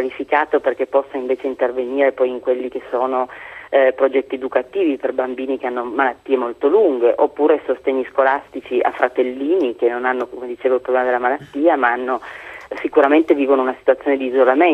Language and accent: Italian; Turin, Piedmont, Italy; È nato dall'esperienza di noi che siamo di Torino